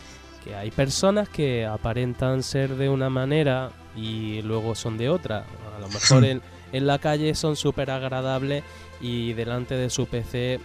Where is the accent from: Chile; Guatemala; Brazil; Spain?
Spain; Andalusia; Y me da igual porque yo estoy orgulloso de mi tierra y yo sé cuáles son mis orígenes y todo eso lo entiendo de bien. Y me da igual que dos personas critiquen Andalucía